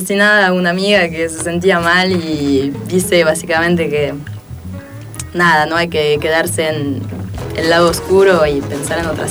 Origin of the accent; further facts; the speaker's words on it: France; moved away as an adult; now in Argentina; De Francia.